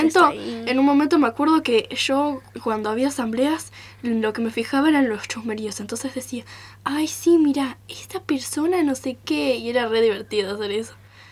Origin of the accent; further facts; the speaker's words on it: Buenos Aires, Argentina; de Buenos Aires.